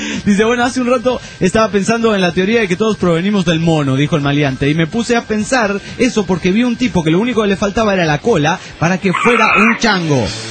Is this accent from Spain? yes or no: no; Juliaca, Puno, Peru; de Perú, Juliaca.